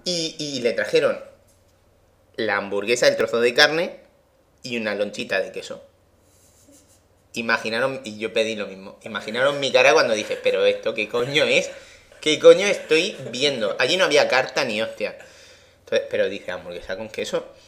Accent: A Coruña, Galicia, Spain; Pero sin embargo, un sitio localizable, si soy de Coruña...

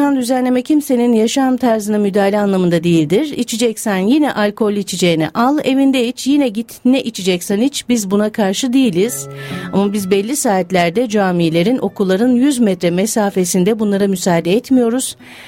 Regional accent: Kasımpaşa, Istanbul, Turkey; Ben Kasımpaşa'da doğdum, büyüdüm. Beyoğlu'nun caddelerini, sokaklarını bilirim.

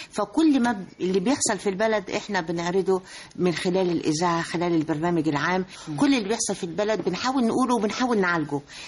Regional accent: Egypt; بلدنا مصر الحبيبه

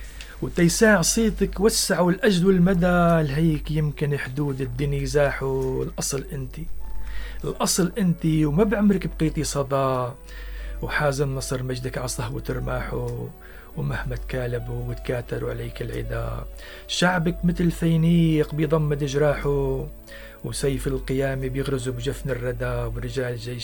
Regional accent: Tartus Governorate, Syria; نحن كضيعة قريبة من طرطوس 4 كيلومتر، صرنا ضايعين بين المدينة وبين الريف.

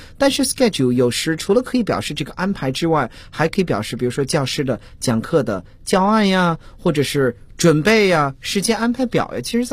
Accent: China; 我们中国人说这个浑身四肢无力

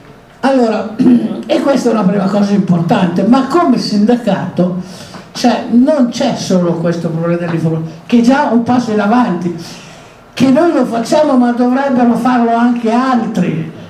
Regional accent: Alessandria, Piedmont, Italy; Io vengo da Alessandria

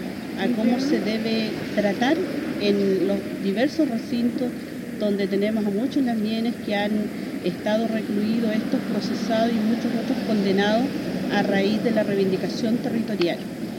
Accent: Chile; vengo del territorio de la Punta Huillimapu, distrito 25, y hoy día, como mujer mapuche y diputada de la República

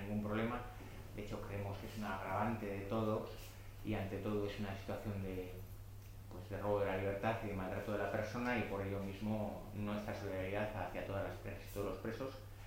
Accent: Basque Country, Spain; vengo de Vizcaya

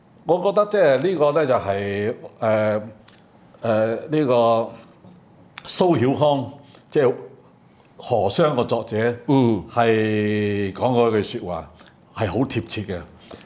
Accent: Hong Kong; 所以你會完全覺得我哋香港人嘅抗爭咧係多餘餘嘅

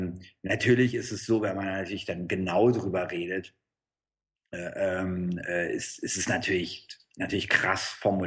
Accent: Berlin, Germany; Ich komme aus Berlin. Da ging halt viel los in den 90ern.

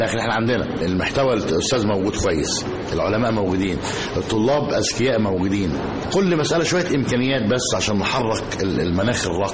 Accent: Egypt; لما تيجي مثلا للعلماء الطاقه عندنا في مصر

